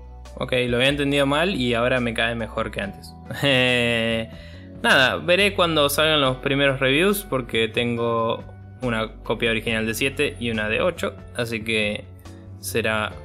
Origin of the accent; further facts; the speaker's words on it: Argentina; creo que para nosotros como argentinos y quizás latinoamericanos en general, no nos va a cambiar mucho